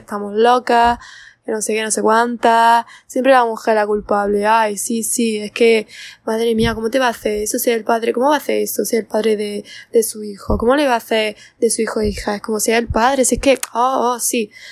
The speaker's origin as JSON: {"language": "Spanish", "region": "Andalusia", "country": "Spain", "said": "pongo a Andalucía de referencia porque soy de Andalucía"}